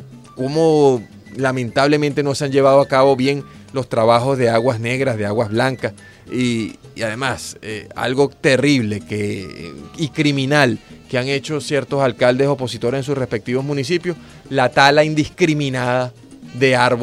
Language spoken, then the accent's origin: Spanish; Caracas, Capital District, Venezuela; sí, soy caraqueño, vivo aquí, ¿qué pasa?